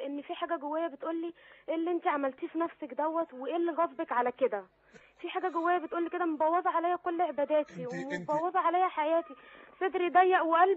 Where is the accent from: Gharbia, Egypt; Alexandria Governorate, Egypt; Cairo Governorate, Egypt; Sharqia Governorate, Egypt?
Cairo Governorate, Egypt; Cairo; انا من القاهره